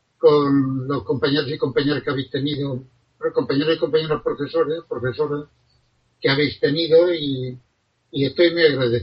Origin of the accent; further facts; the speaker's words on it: Catral, Valencian Community, Spain; fui alcalde en poco tiempo en mi pueblo natal, Catral.